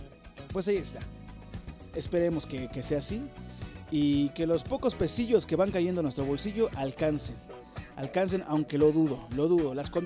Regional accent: Mexico; por una mala administración que llevamos como mexicanos

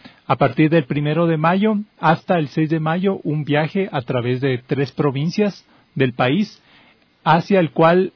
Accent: Ecuador; las relaciones interculturales que creemos como ecuatorianos podemos darles de ejemplos al mundo

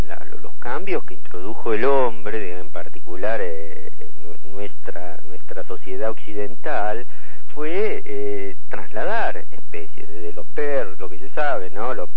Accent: General Villegas, Buenos Aires Province, Argentina; yo me crié en General Villegas, en la provincia de Buenos Aires. Ajá. Después, bueno, estudié en Buenos Aires

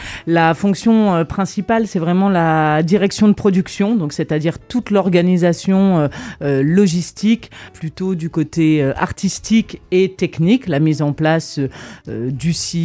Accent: Grand Est, France; Je suis lorraine

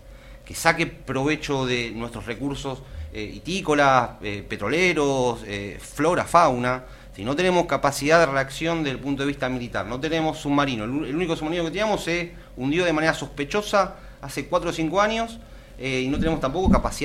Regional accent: Argentina; esa prioridad que tenemos como argentinos de recuperar parte de nuestro territorio

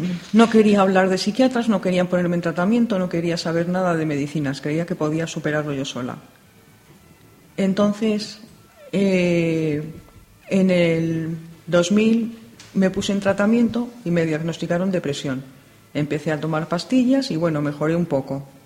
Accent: Madrid, Community of Madrid, Spain; tengo 50 años, estoy casada y soy natural de Madrid.

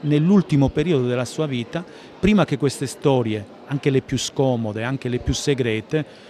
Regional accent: Calabria, Italy; una collina dell'Alto Crotonese che si trova tra Ciromarina e il mio paese d'origine, quindi una collina che si affaccia sullo Ionio

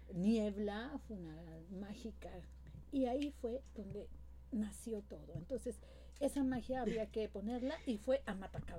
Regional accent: Chiapas, Mexico; Yo vengo de Chiapas. Chiapas es frontera sur.

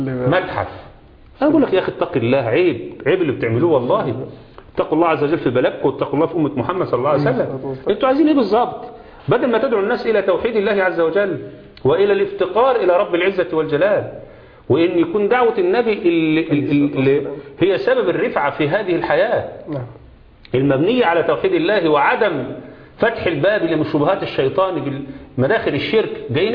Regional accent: Egypt; ادي احنا مصريين، ما احنا السعوديين

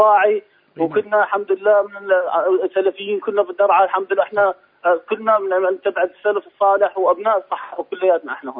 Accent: Daraa, Daraa Governorate, Syria; moved away; أنا حاليا برا درعا، كنت بدرعا وخرجت برا درعا وقت الأحداث

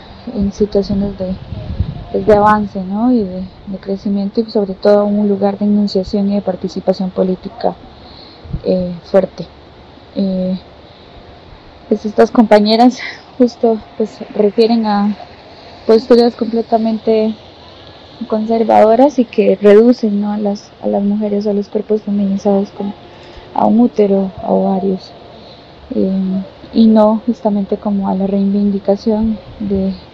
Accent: Costa Rica; born there; soy centroamericana, nacida en Costa Rica

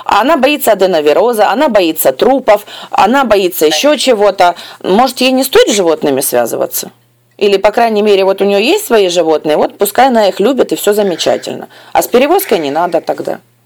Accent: Ukraine; я ей написала, что здравствуйте, я из Украины.

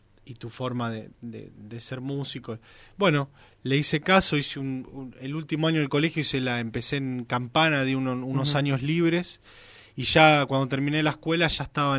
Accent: Garín, Buenos Aires Province, Argentina; yo tengo 29, empecé a los 12 en la Casa de la Cultura de Garín, de mi pueblo. Bueno, ciudad, que yo para mí, yo lo siento pueblo, pero es ciudad ya, ¿no?

